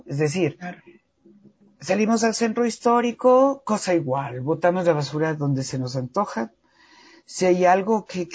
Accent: Ecuador; ¿en qué estoy fallando yo como persona, como ecuatoriano, como padre de familia, como madre de familia, como ser humano?

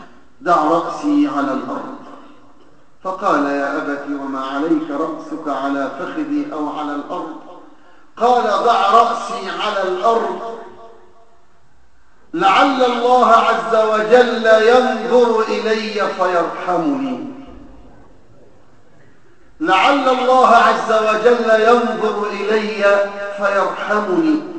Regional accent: Egypt; ما وقع في بلادنا مصر على مر السنوات الماضية

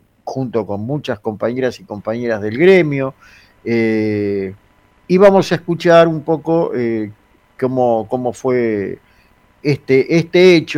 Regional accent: Buenos Aires, Argentina; Yo soy de Villa Crespo, pero soy de Nueva Chicago.

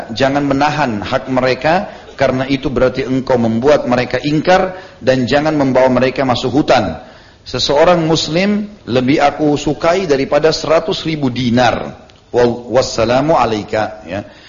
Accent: Indonesia; born there; Kita memang lahir di Indonesia

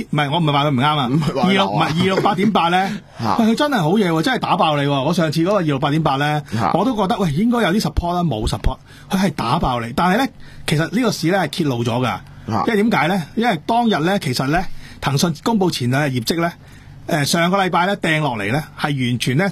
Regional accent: Hong Kong

